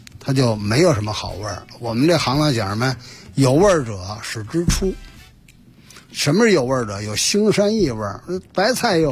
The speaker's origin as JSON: {"language": "Chinese", "region": "Beijing", "country": "China", "said": "我们北京人"}